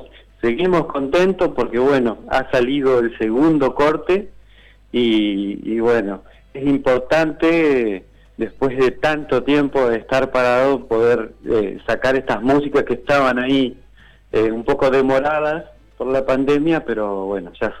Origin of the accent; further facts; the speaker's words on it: Gualeguay, Entre Ríos, Argentina; Yo soy entrerriano, de Gualeguay, entonces en la región de Entre Ríos la chamarrita es un ritmo folclórico